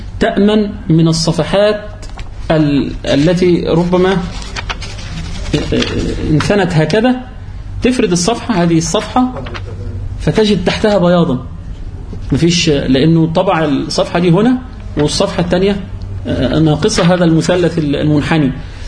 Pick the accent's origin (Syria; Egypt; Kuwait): Egypt; لأن لهم منافذ بيع في عندنا في مصر